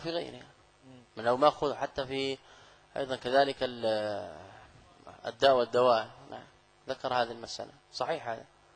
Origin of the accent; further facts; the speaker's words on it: Saudi Arabia; أنا لست من أهل مصر. تسأل أهل البلد، هذا من غرائب بعض الطلاب سبحان الله. يعني أنا قادم من السعودية